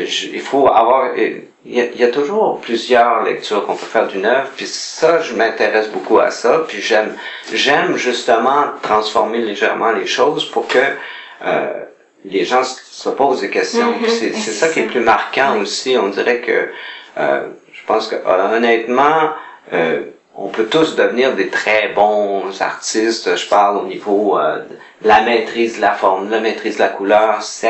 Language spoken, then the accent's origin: French; Montreal, Quebec, Canada; born there; Mais c'était près de Montréal, parce que je suis né à Montréal.